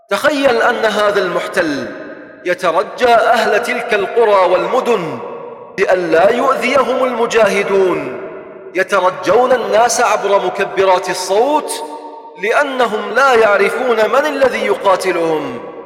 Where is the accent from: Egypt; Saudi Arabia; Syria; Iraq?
Iraq; Tal Afar, Nineveh; وفي بلدتنا هذه يا شباب، في تل أعفر وصل الحال بهم إلى، تذكرون دورياتهم التي كانت تدخل إلى بعض أحياء المدينة